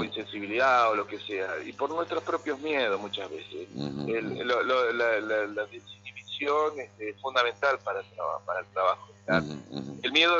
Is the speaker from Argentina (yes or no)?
yes; Concordia, Entre Ríos, Argentina; Yo soy de Concordia, estoy ahí, voy y vengo, uh-huh. La verdad es que voy y vengo, pero es mi ciudad, es mi lugar, es mi paisaje